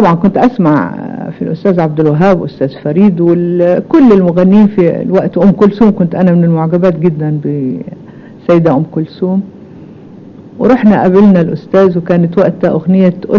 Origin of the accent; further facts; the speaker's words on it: Jordan; also born or lived in Damascus, Syria; أنا نشأت والدي سوري في دمشق، تولدت في دمشق، كان عمري 7 سنين لما رحنا الأردن.